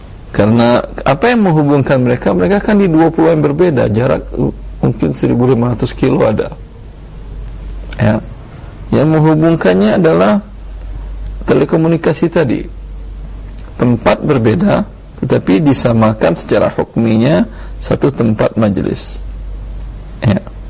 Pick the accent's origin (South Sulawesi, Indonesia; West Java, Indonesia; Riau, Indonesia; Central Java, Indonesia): Riau, Indonesia; Pekanbaru; di Medan atau di Pekanbaru lah, kampung saya